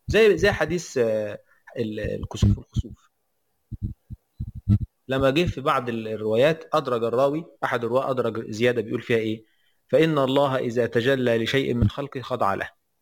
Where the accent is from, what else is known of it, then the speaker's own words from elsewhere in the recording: Aswan, Aswan Governorate, Egypt; انا من الصعيد، في ناس في الصعيد بتلبس بطاطين